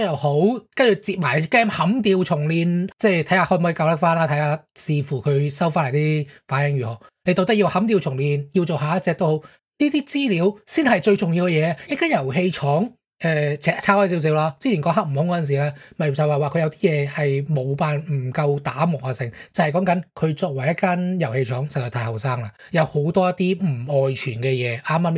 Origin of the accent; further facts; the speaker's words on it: Hong Kong; 即系我哋香港人就好听，我谂大家应该都有听过啦